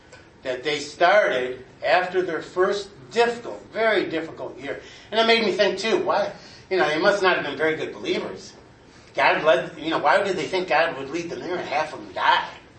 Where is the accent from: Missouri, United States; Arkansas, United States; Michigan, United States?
Michigan, United States; Detroit; I grew up on Plymouth Road in Detroit.